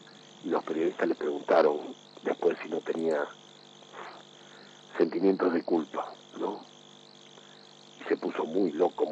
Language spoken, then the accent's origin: Spanish; Argentina; Como argentinos tendríamos que reflexionar en las opciones por las que hemos atravesado, ¿no?